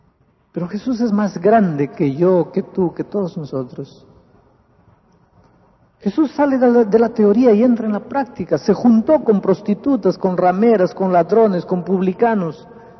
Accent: Peru; now in Brazil; yo estuve de vacaciones en Lima, en Perú, en mi país.

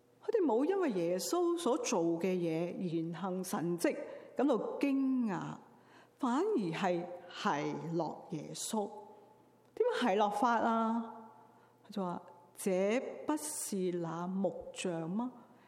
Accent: Tsz Wan Shan, Hong Kong; now in Vancouver, Canada; 如果住在香港呢，我住在慈云山，我从小在慈云山长大。

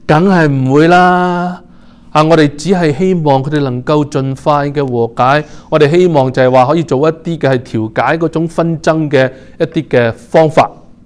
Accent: China; 我们中国人呢其实都是比较是含蓄的一个的民族

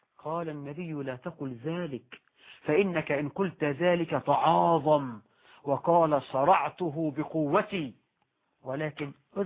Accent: Egypt; فأمثالنا احنا كمصريين يقولوا

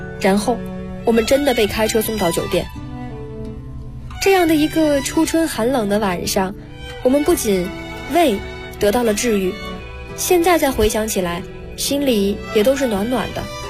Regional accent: Dalian, Liaoning, China; 后来得知我们是大连人后更是非常开心

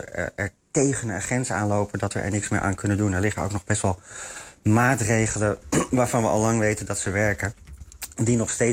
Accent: Netherlands; Dus ik kan alleen maar als Nederlander anekdotisch spreken dat ik ze heel veel zie.

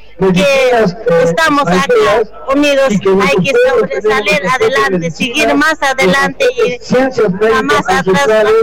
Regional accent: Peru; acá en Lima, Perú. Estamos de toda provincia, de los 25 regiones que somos de Perú

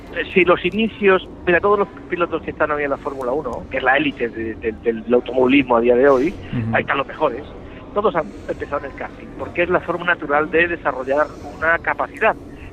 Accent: Málaga, Andalusia, Spain; Porque yo soy malagueño, soy andaluz

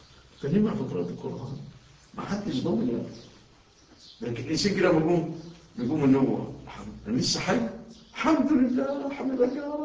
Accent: Egypt; إحنا الحمد لله بلادنا مصر ما زال الباقي فيها الحمد لله شيء من الأمن

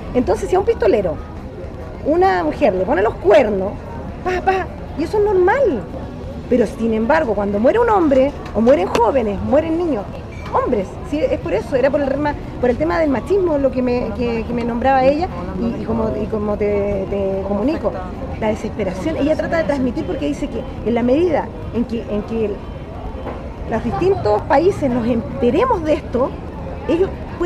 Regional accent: Chile; Todo lo que se hizo en el régimen militar que vivimos como chilenos.

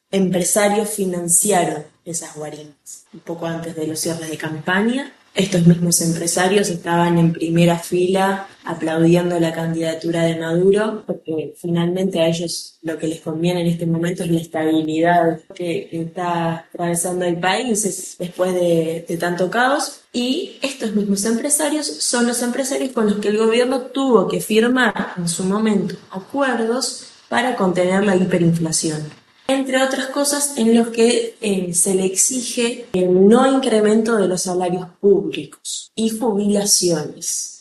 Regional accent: Argentina; yo soy argentina, frente a Argentina, Venezuela es más barato en términos de comida, de ropa, de motos, muchos productos son más económicos

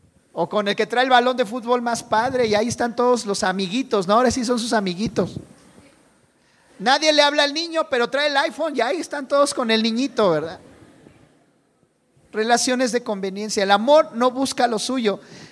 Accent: Mexico; Y si en algo somos buenos los mexicanos es en eso, ¿verdad?

